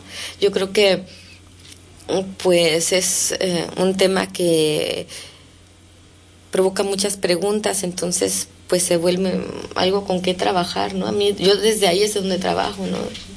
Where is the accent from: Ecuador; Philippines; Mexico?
Mexico; no solo somos mexicanos, sino también hay gente catalana